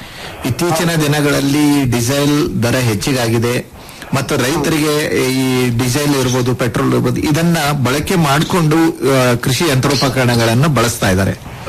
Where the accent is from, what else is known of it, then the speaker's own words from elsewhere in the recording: Kalaburagi, Karnataka, India; ತಾವು ಕಲಬುರಗಿ ಜಿಲ್ಲೆ ಜವರಿಗಿ ತಾಲೂಕು ಅಂತ ಹೇಳ್ತಾ ಇದ್ರಿ, ಬಹಳ ಸಂತೋಷ. ನಾನು ಅದೇ ಜಿಲ್ಲೆದವನು.